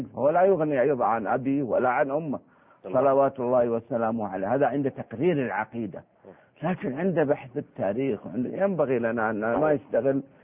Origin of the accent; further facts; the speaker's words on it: Saudi Arabia; يعني عندنا في السعودية الخادمة ما لها قدر واحد